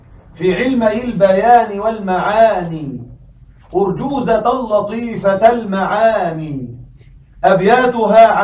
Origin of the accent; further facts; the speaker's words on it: Egypt; عندنا في مصر يوجد عبارة في العامية لكن يمكن أن نقولها بالفصحى